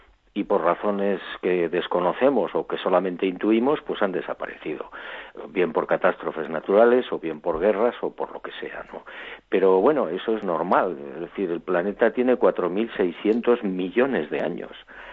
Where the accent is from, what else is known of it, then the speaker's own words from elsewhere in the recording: Barbate, Andalusia, Spain; la posibilidad de regresar a mi pueblo, a Barbate, a mi playa